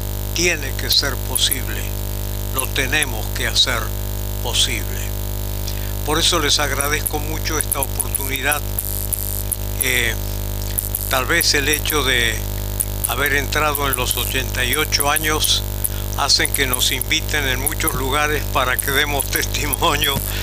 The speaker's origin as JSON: {"language": "Spanish", "town": "Rosario", "region": "Santa Fe", "country": "Argentina", "lives_now": "Buenos Aires, Argentina", "said": "Nosotros venimos de Rosario, somos como unos cuatro mosqueteros que hemos llegado con de distintos trasfondos religiosos, culturales, familiares, personales"}